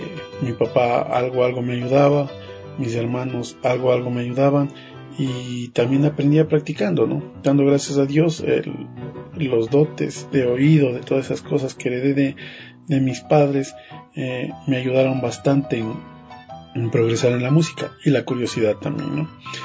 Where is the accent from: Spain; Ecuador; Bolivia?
Ecuador; Quito, Pichincha; born there; yo nací en Quito y por causas y motivo de trabajo que mi papá era profesor de música en su tierra, en el Ángel Carchi, vinimos a vivir acá.